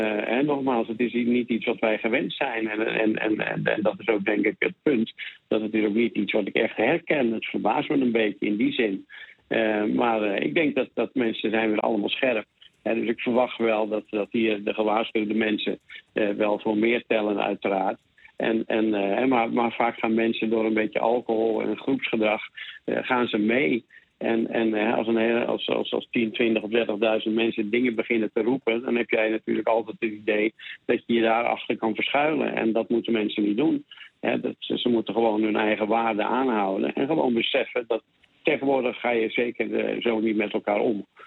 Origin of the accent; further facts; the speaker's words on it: Netherlands; Het is natuurlijk iets dat ik meer als Nederlander ervaar